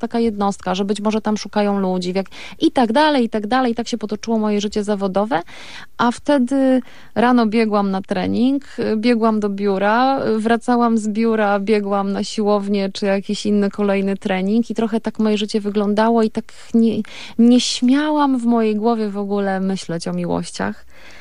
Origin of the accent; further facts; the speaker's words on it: Rabka, Lesser Poland, Poland; Tak, jesteśmy góralami. Mieszkamy na pograniczu Gorców. Czasami mówi się, że to jest zielone Podhale, więc to trochę tak. Mój obecny partner życiowy i moja miłość uświadomił mi, że jestem zagórzanką, tak jak Justyna Kowalczyk